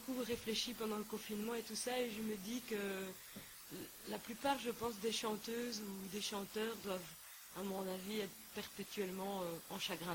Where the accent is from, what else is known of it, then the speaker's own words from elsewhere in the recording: Belgium; Il faut dire que chez nous, en Belgique, il pleut beaucoup.